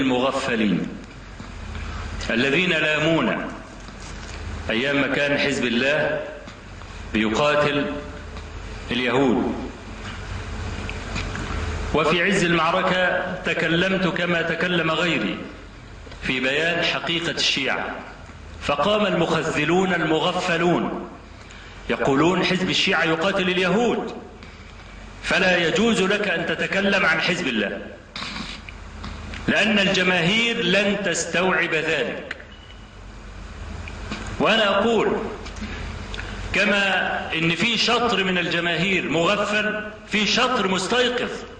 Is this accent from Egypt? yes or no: yes; Egypt; ده شغلته ايه هنا عندنا في مصر؟